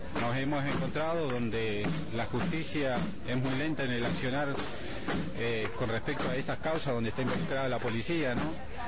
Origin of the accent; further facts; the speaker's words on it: Bariloche, Río Negro, Argentina; De Bariloche